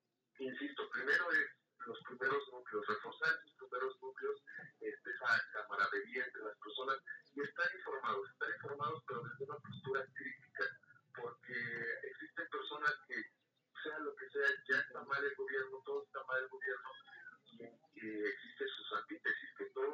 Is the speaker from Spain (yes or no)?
no; Mexico; como ciudadanos, como mexicanos